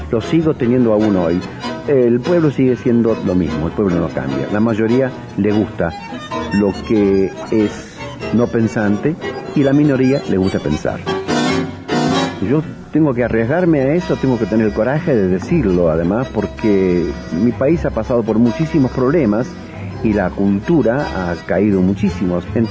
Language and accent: Spanish; Argentina; Yo soy argentino, por eso lo digo.